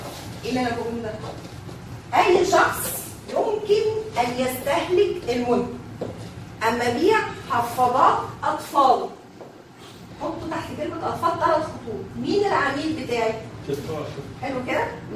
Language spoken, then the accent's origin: Arabic; Egypt; يعني انا مصري هاكل اللي موجود في مصر بالثقافه بتاعتي